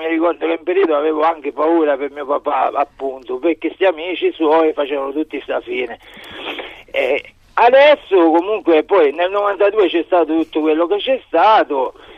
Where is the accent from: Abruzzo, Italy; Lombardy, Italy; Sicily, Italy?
Sicily, Italy; Palermo; now in Perugia, Italy; Io sono di Palermo e le dico che la mafia esiste